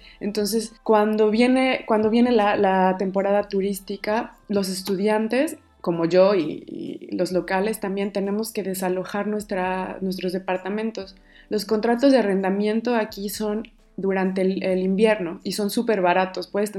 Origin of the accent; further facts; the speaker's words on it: Puebla, Mexico; moved away as an adult; now in Split, Croatia; yo soy de Puebla y en este momento estoy viviendo en Split, Croacia, en una ciudad que está en el Adriático. Llevo año y medio viviendo aquí.